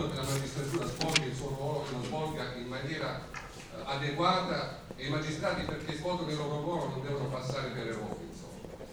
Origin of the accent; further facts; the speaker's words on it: Apulia, Italy; io sono pugliese, forse cercatino, o comunque meridionale.